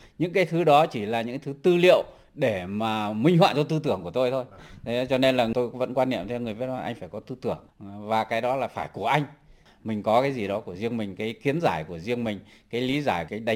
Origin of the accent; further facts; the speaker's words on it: Phú Thọ, Vietnam; cái này tôi quê ở Phú Thọ. Thế và quê tôi cũng có cả một cái bộ truyền thuyết, gọi truyền thuyết Hùng Vương.